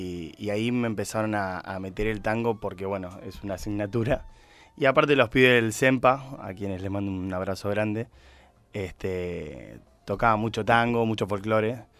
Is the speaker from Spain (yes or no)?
yes; Spain; Vengo de España. Vivo en una ciudad que se llama Benidorm.